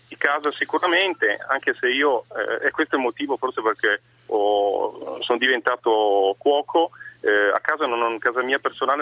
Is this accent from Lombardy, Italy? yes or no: no; Piedmont, Italy; vuol dire ritornare io da piemontese a rifare